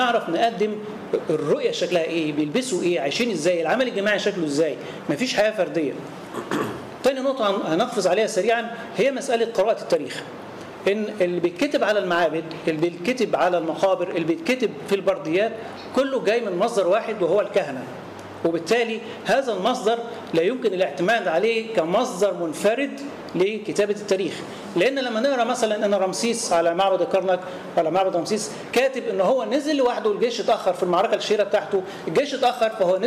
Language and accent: Arabic; Faiyum Governorate, Egypt; زي بالظبط عندنا في الفيوم بحر يوسف